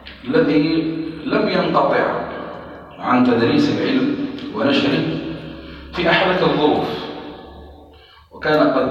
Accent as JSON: {"language": "Arabic", "country": "Algeria", "said": "التي تمر بها بلادنا الجزائر"}